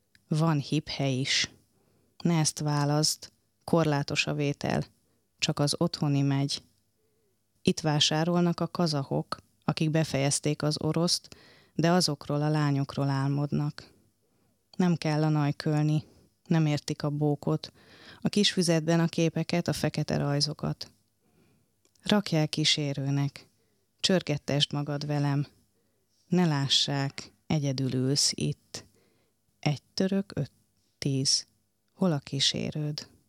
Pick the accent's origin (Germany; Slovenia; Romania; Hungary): Hungary; Sárvár, Vas; én ugye Sárváról jövök, hát … városából